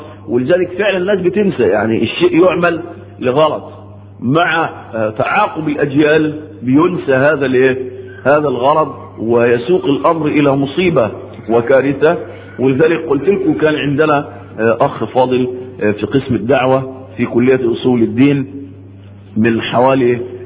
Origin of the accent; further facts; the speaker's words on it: Egypt; كانت شغلانة دي موجودة ومنتشرة عندنا في مصر